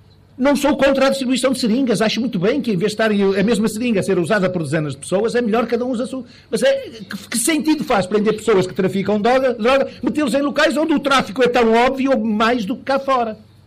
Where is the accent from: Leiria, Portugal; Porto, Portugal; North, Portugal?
Porto, Portugal; Vila Chá do Marão; Nós devíamos muito aprender na minha terra, que é aqui uma freguesia de Amarante, Vila Chá do Marão